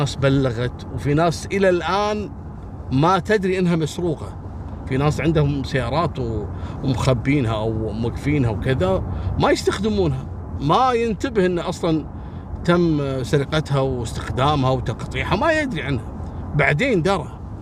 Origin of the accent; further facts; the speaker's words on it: Kuwait; أصحاب هواية المشي يروحوا له أماكن معروفة عندنا في الكويت